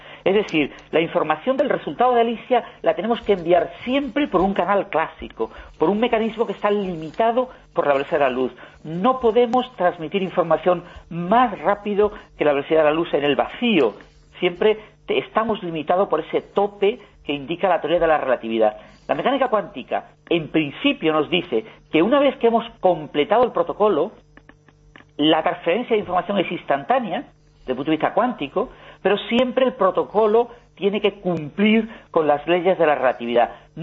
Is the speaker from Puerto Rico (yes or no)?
no; Spain; yo creo que como español debemos estar orgullosos